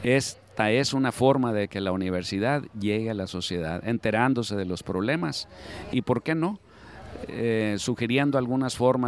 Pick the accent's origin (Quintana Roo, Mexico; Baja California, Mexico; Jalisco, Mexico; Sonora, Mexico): Sonora, Mexico; como mexicanos, como sonorenses, nos decepciona